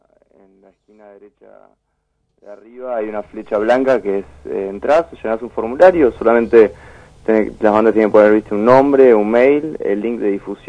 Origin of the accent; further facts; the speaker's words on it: Béccar, Buenos Aires Province, Argentina; Obviamente de Buenos Aires, yo soy de Becar